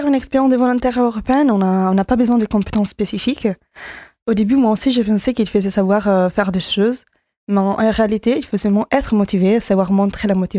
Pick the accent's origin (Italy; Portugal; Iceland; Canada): Italy; French is a second language; j'ai 23 ans et je suis italienne.